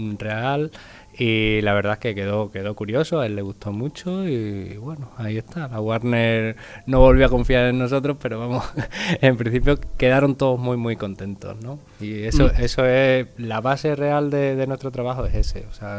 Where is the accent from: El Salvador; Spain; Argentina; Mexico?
Spain; Badajoz, Extremadura; Soy de Badajoz.